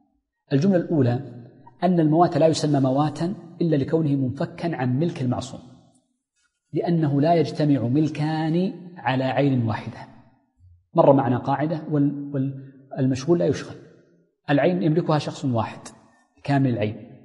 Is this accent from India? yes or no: no; Hejaz, Saudi Arabia; والتين عندنا في الحجاز مثلا في الطائف